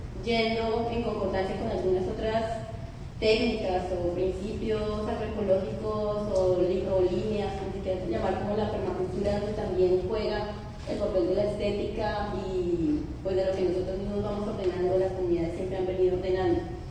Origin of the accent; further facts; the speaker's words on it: Bogotá, Colombia; vengo de Bogotá